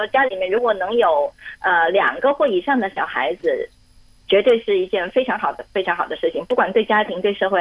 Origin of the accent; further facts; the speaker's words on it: China; 因为我是原来是内地背景的嘛，我也是从内地过来的。